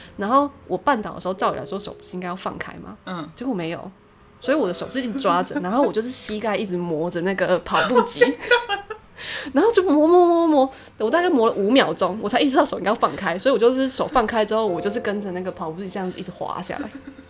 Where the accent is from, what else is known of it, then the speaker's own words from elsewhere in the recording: Kaohsiung, Taiwan; 然后我们那时候因为我老家在高雄，所以我们是到那个到台北这样子来台北毕业旅行